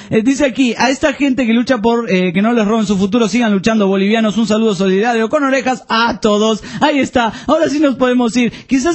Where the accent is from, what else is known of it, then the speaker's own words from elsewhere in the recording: Pehuajó, Buenos Aires Province, Argentina; Bueno, hola … de Pehuajó.